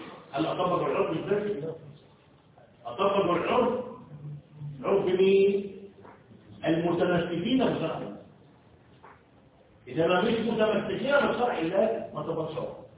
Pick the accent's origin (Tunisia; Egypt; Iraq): Egypt; في عهدنا وفي عصرنا وخاصة احنا مصريين صارت اللغة نفسها منسية